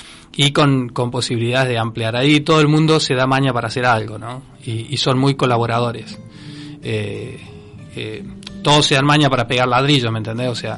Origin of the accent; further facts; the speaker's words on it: Córdoba, Argentina; born there; now in Villa María, Argentina; Yo soy nacido en Córdoba, por ejemplo, Córdoba Capital, y viví en varias partes y después desemboqué en Villa María.